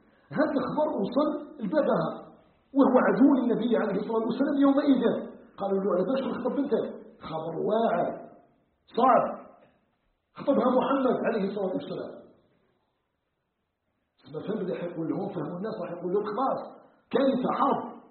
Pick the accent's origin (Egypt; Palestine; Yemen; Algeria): Algeria